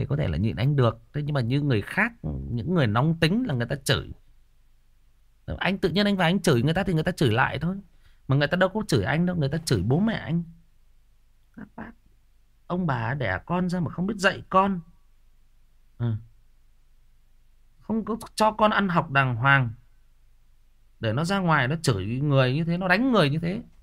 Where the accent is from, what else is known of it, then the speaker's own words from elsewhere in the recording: Northern Vietnam, Vietnam; xin phép tôi là người miền Bắc và tôi tự nhận nó